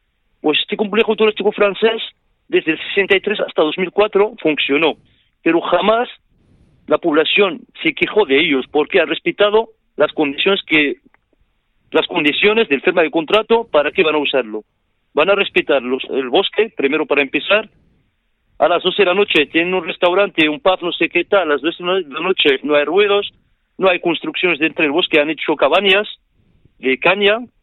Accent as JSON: {"language": "Spanish", "town": "Ajdir", "region": "Tanger-Tetouan-Al Hoceima", "country": "Morocco", "second_language": "Spanish", "moved": "yes", "lives_now": "Almería, Spain", "said": "yo como soy del pueblo de Ashdir y de la provincia de Alhucemas, yo aprendí el dialecto marroquí, lo aprendí aquí en Almería. ¿Sabes? Yo en el colegio directamente estudiaba en árabe clásico y francés. Luego sigue el secundario en inglés."}